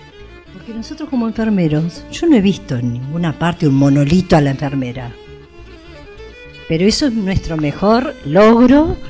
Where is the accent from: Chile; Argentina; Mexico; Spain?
Argentina; Tandil, Buenos Aires Province; Soy acá de Tandil. Me encanta Tandil.